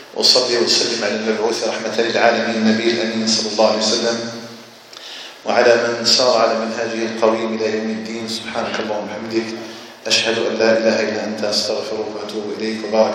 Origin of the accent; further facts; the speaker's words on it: Algeria; أن يجعل الجزائر بلدنا آمنا مطمئنا